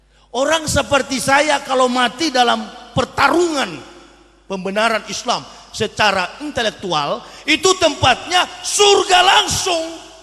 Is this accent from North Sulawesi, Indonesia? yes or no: yes; Manado, North Sulawesi, Indonesia; Saya orang Manado asli, asli kafir, begitu.